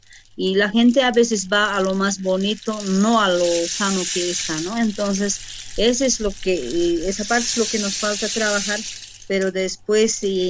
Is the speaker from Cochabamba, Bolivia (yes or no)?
yes; Tiquipaya, Cochabamba, Bolivia; soy del municipio de Tiquipaya, mi comunidad es Tolapuro, soy del distrito 3.